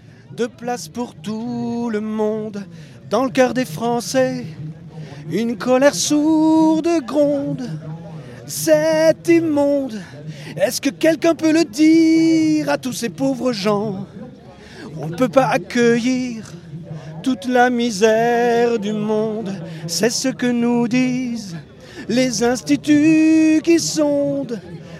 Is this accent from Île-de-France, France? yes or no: yes; Montreuil, Île-de-France, France; je viens de Montreuil, comme quoi, c'est plutôt...